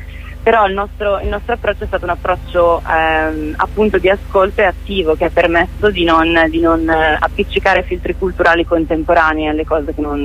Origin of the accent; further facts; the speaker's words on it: Bergamo, Lombardy, Italy; perché anche io sono di Bergamo e forse ero molto più esposta a questi racconti